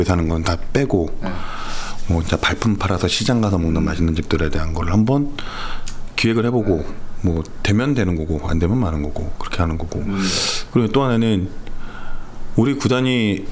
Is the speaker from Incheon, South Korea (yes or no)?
no; Anyang, Gyeonggi Province, South Korea; 제가 안양 사람인데